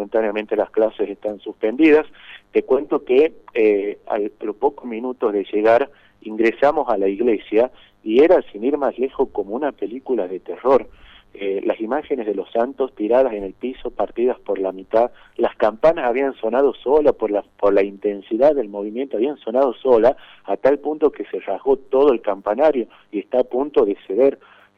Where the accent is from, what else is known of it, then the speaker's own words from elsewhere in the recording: San José de Metán, Salta, Argentina; Yo soy de San José de Metán, 30 kilómetros que estamos a 30 kilómetros del municipio.